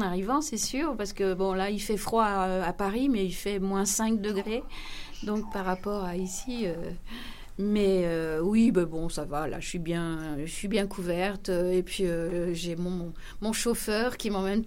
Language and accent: French; Belgium; j'ai commencé, et c'était en Belgique, parce que je suis belge, en fait, je ne suis pas française.